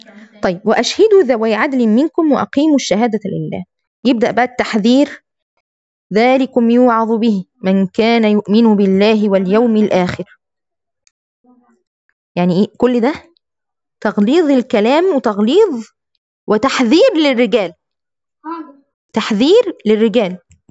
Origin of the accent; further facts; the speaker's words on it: Egypt; وعندنا في مصر كده في نساء كده